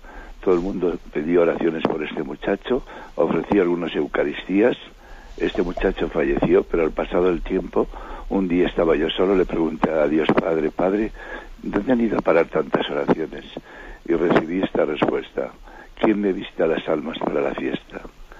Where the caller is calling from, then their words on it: Madrid, Community of Madrid, Spain; de Madrid.